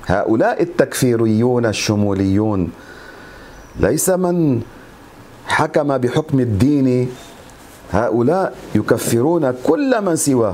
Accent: Lebanon; واحد كان يقال له عندنا في لبنان من الزعران

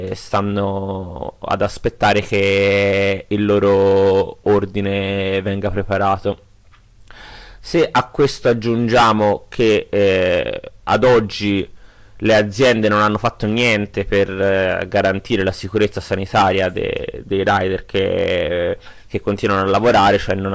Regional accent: Florence, Tuscany, Italy; now in Turin, Italy; vivo a Torino, ma come forse potete sentire anche dal mio accento, sono un emigrato fiorentino. E vivo qui da qualche mese

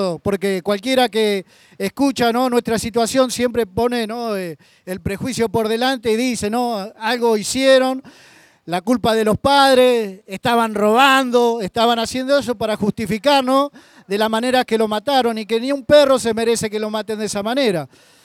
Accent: Lavallol, Buenos Aires Province, Argentina; soy de Lavallol

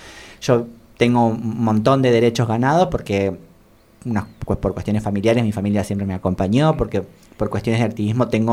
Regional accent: Tucumán, Argentina; moved away; Yo soy tucumana, eso también a mí me hace mirar las cosas de una manera totalmente distinta. Me fui de Tucumán por la violencia que había en la provincia en el 2007

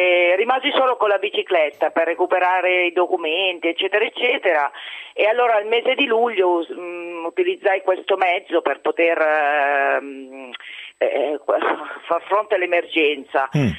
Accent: Piedmont, Italy; now in Rome, Italy; sono piemontese di origine e romana d'adozione

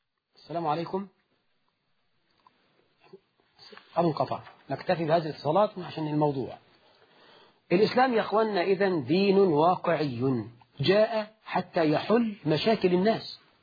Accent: Egypt; إحنا في الريف عندنا في مصر وفي الصعيد

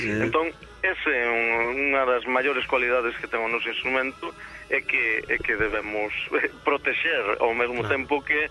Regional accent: Cambados, Galicia, Spain; tamén participo de vez en cando coa banda de música do meu povo, a banda de música de Castrelo, de Cambados.

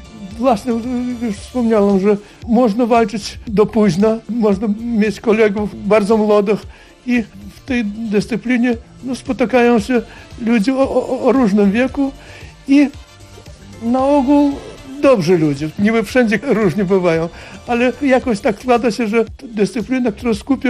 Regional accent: Lviv Oblast, Ukraine; accent: Kresy accent; now in Poland; Tak, właśnie z Zabłuka jednak, tak, spod Lwowa.

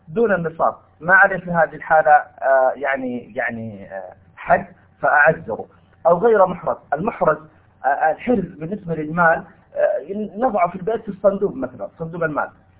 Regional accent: Saudi Arabia; هنا عندنا في المملكة العربية السعودية لو سرق نقطع يده

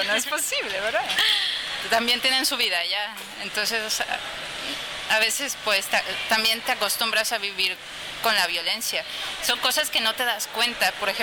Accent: Mexico City, Mexico; moved away as an adult; now in Barcelona, Spain; Soy de México DF

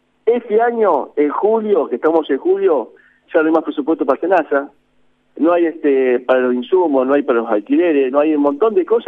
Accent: Azul, Buenos Aires Province, Argentina; Yo soy de Azul y trabajo para Azul

